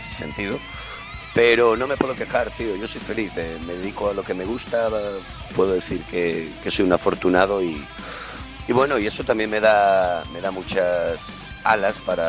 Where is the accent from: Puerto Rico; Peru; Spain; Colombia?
Spain; Seville, Andalusia; moved away as an adult; Yo soy sevillano, lo que pasa que bueno, hace unos 21, 22 años más o menos me vine a Galicia a trabajar como cantante, de hecho.